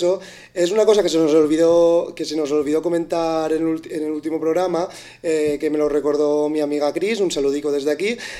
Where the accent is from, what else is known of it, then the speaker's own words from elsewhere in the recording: Benissa, Valencian Community, Spain; yo soy de Benissa